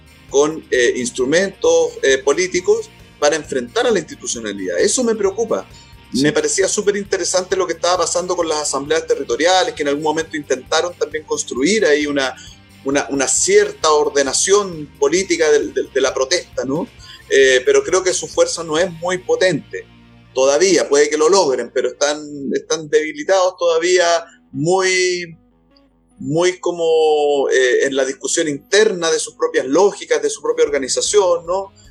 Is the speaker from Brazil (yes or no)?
no; Chile; simplemente me preocupa como un chileno más nomás